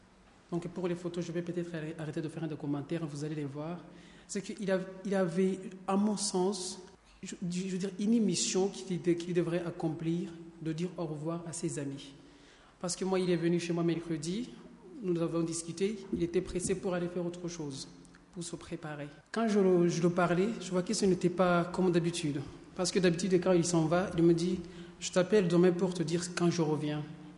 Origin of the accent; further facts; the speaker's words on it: Rwanda; Moi, je viens du Rwanda